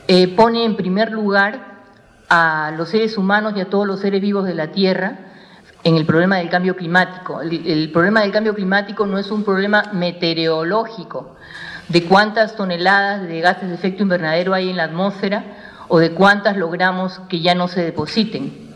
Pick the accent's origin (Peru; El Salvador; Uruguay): Peru; Esperamos en ese sentido como peruanos y peruanas que el Perú tenga una posición firme y clara